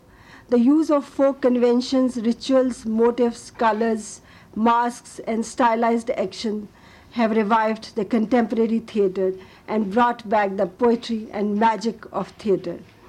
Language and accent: English; Punjab, India; I come from Punjab, and I studied most of the time in the northern India.